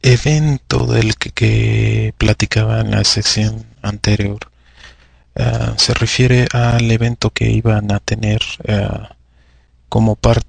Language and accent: Spanish; Mexico; ¿Está involucrado el sentimiento de ser mexicano? ¿Qué es lo que nos define como mexicanos?